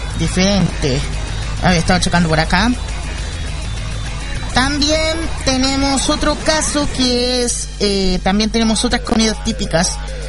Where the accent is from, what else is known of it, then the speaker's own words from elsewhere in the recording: Chile; Sí, soy chileno, mi estimada Karin. Sí, soy chileno.